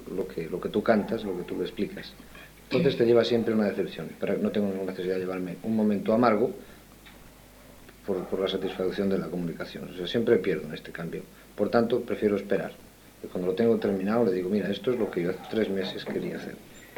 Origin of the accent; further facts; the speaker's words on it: Spain; Y como español, como hijo de españoles y como hombre que vive una época determinada en mi país